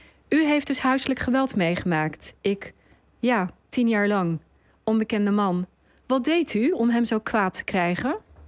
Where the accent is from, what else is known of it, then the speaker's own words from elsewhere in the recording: Rotterdam, South Holland, Netherlands; Oké, ik ben opgegroeid in Rotterdam, dus daar beginnen we.